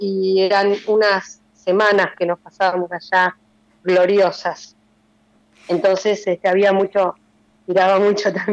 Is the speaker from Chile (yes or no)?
no; La Plata, Buenos Aires Province, Argentina; Sí, soy platense.